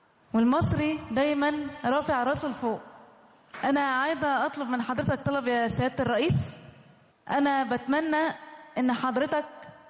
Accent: Egypt; عندي 25 سنة. أنا فخورة إن أنا مصرية.

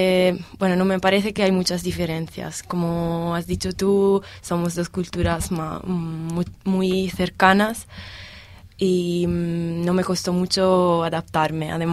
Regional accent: Cortona, Tuscany, Italy; Spanish is a second language; Vengo de Italia, vivo en Toscana, en un pueblo que se llama Cortona, en provincia de Arezzo.

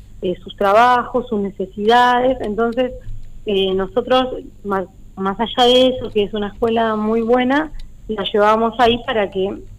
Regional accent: Monte Grande, Buenos Aires Province, Argentina; la mayoría somos de lejos, somos de Monte Grande, de la zona de Barrio Lindo, bueno, teníamos que tomar dos colectivos

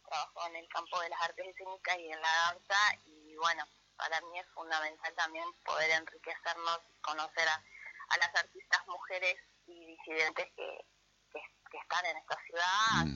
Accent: Concordia, Entre Ríos, Argentina; Yo soy de Concordia, pero estuve mucho tiempo afuera

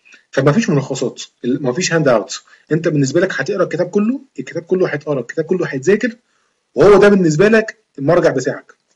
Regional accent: Alexandria, Alexandria Governorate, Egypt; من اسكندرية، بس يعني لما امتحنتها ما كانتش امتحان في اسكندرية

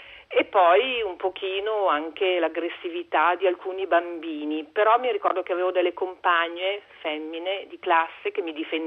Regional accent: Milan, Lombardy, Italy; sono a Milano, sono di Milano, abito in fondo via Padova.

